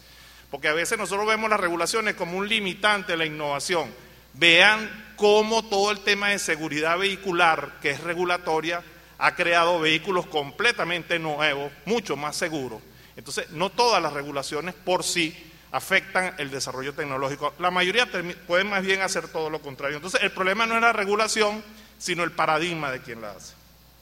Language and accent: Spanish; Venezuela; que cree que las cosas van a seguir allí porque somos venezolanos y no pasa.